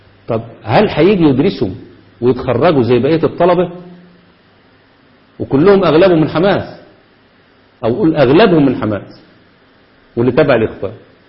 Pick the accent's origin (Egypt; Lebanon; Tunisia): Egypt; وده اللي عملوه عندنا في مصر بالتمام والكمال